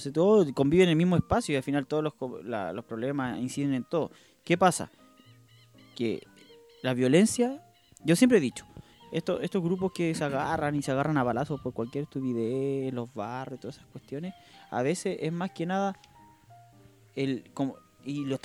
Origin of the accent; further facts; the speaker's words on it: Melipilla, Santiago Metropolitan Region, Chile; Ya, yo seguía un equipo que era de mi ciudad, que era Melipilla. Deportes Melipilla.